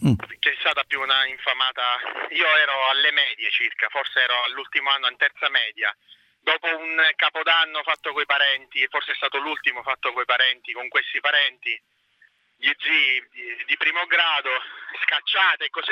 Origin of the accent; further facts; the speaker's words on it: Catania, Sicily, Italy; now in Mascalucia, Italy; Io sono di Catania, nato a Catania, vivo a Mascalucia, che è un paesino